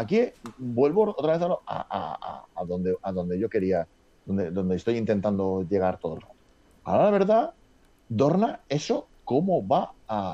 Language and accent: Spanish; Valencia, Valencian Community, Spain; Valencia, pero yo de fútbol nada, cero.